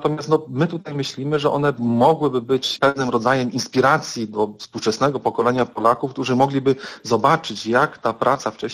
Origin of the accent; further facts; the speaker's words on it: Greater Poland Voivodeship, Poland; w tej mojej miejscowości, z której pochodzę, z okolic Leszna, ono zawsze było obecne